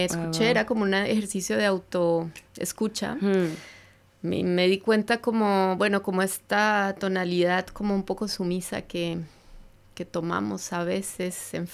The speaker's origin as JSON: {"language": "Spanish", "region": "Bogotá", "country": "Colombia", "also_born_or_lived": "France", "moved": "as an adult", "lives_now": "Barcelona, Spain", "said": "A ver, yo soy de Colombia, Bogotá."}